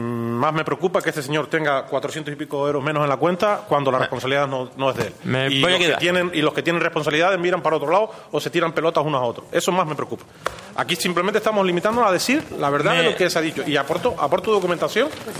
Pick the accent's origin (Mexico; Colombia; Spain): Spain; Ingenio, Canary Islands; born there; soy canario, no nací en Lanzarote, nací en Gran Canaria, municipio de Ingenio, padres de Valsequillo, mi padre de Valsequillo, mi madre de Agüime.